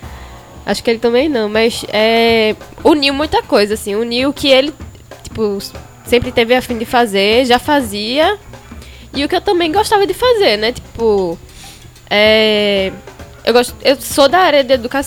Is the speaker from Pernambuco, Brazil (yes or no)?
yes; Olinda, Pernambuco, Brazil; É, mas nunca saí mesmo da minha terra. Sempre fui muito fincada, sabe? Tipo, sempre tive essa coisa de minha terra, bairrista, olindense